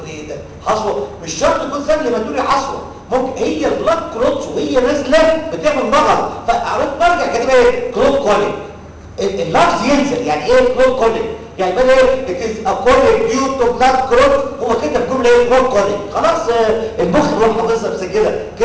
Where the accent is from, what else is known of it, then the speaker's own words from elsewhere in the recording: Egypt; عندنا في مصر تحكي لغه بلدنا كده